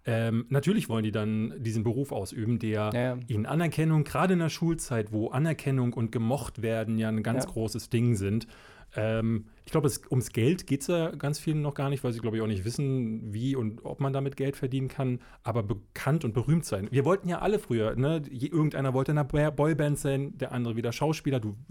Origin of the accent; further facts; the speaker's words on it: Berlin, Germany; ich bin in Berlin-Marzahn groß geworden. Und Berlin-Marzahn ist in der Zeit, also in den 80er Jahren, Anfang der 80er, ich bin ja 81 geboren, gerade erst gebaut worden. Also die ganzen Außenbezirke Berlins, gerade in den Osten hinein.